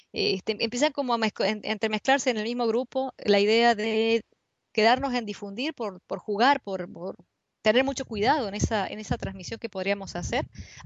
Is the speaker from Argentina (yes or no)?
yes; Argentina; en distintos países ha sido trabajado, sobre todo en Argentina, de donde yo vengo